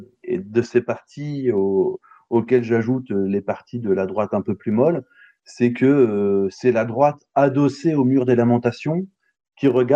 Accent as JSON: {"language": "French", "country": "France", "said": "sur des sujets qu'on ne connaît que de loin en tant que Français."}